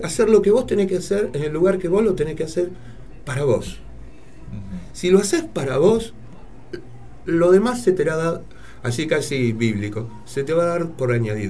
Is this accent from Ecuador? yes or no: no; Argentina; Nosotros somos, los argentinos somos como una mezcla muy rara